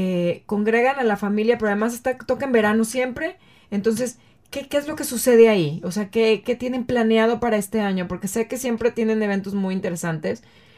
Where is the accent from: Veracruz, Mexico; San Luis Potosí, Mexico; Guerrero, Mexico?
Guerrero, Mexico; Acapulco; yo crecí en Acapulco y todos los domingos nos llevaban a centro de convenciones